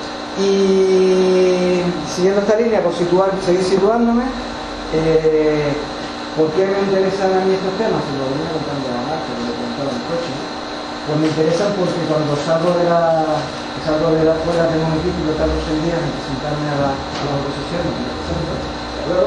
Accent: Canary Islands, Spain; vengo de Canarias, vengo de Tenerife, soy de la Red Canaria de Sevilla

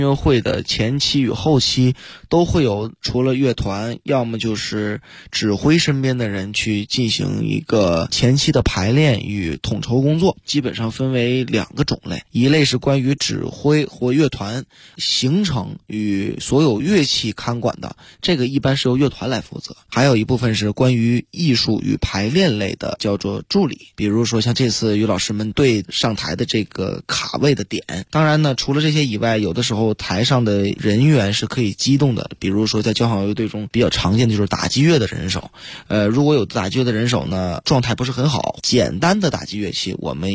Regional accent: Tieling, Liaoning, China; 因为我的老家在东北嘛，

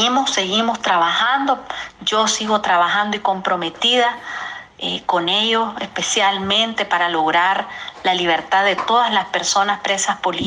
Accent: Nicaragua; ser nicaragüense. Ninguna dictadura va a arrebatarme jamás el amor que yo tengo por mi país, por mi tierra y mi compromiso con mi gente.

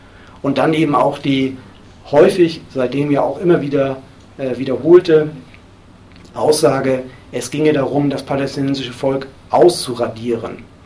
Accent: Hamburg, Germany; hat in Hamburg, wo ich herkomme, damals auch maßgeblich die ersten Diskussionen über dieses Thema angestoßen

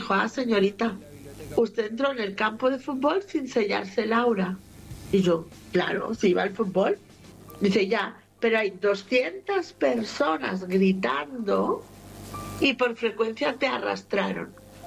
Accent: Barcelona, Catalonia, Spain; born there; yo nací en Barcelona, ganara quien ganara, yo ganaba.

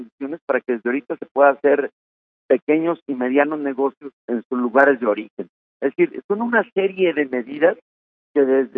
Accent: Mexico; claro que los mexicanos unidos podemos lograr lo imposible

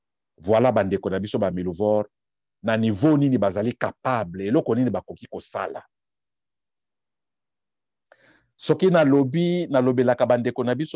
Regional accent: DR Congo; Mais nazali congolais. Je suis congolais. La Corée au coréen, le Congo au congolais. Je suis congolais.

